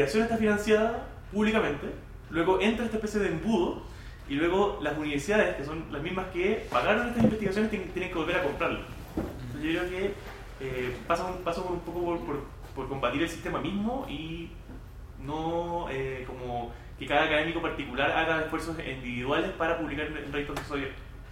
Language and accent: Spanish; Chile; Hola, nosotros somos de Chile.